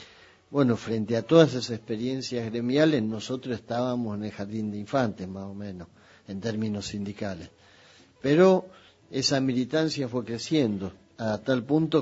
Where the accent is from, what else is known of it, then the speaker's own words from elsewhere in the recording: Ramos Mejía, Buenos Aires Province, Argentina; yo nací en La Matanza, nací en Ramos Mejía, yo soy de Ramos Mejía, vivía en Alvarado y Avenida de Mayo, más o menos, en Ramos, y después en el barrio Don Bosco